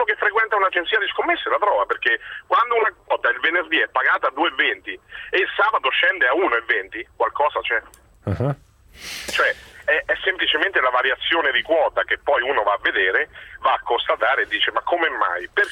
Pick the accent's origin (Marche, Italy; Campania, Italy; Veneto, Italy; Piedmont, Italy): Marche, Italy; Macerata; io sono di Macerata, seguo le vicende anche interne